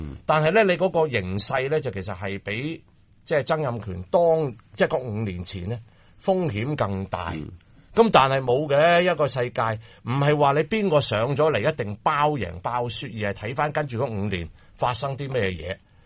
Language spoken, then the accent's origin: Cantonese; China; 作为中国人咧，我就有一个好大嘅反感